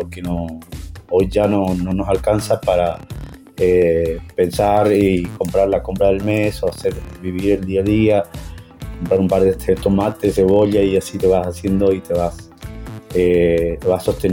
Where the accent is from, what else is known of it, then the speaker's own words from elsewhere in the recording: Puerto Iguazú, Misiones, Argentina; Como ustedes saben, nosotros somos de Puerto Iguazú.